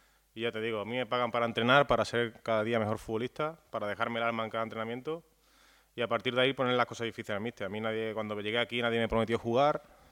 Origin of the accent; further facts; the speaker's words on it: Seville, Andalusia, Spain; Sí, un partido muy bonito, volver a Sánchez Pizjuán, a mi tierra.